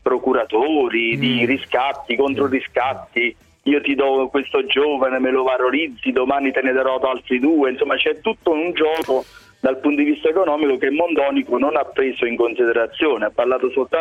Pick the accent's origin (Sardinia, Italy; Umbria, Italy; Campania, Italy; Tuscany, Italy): Campania, Italy; Avellino; perché sono di Avellino